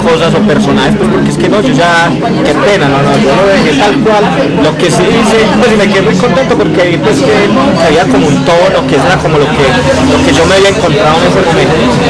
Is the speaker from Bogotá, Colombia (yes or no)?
no; San Vicente, Antioquia, Colombia; yo soy del Oriente Antioqueño, más que de San Vicente, yo soy del Oriente, ¿cierto?